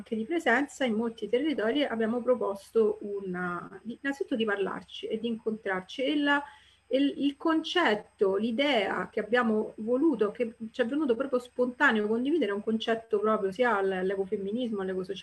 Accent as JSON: {"language": "Italian", "town": "Rome", "region": "Lazio", "country": "Italy", "said": "Villa Panfili, per chi non la conosce, io sono romana"}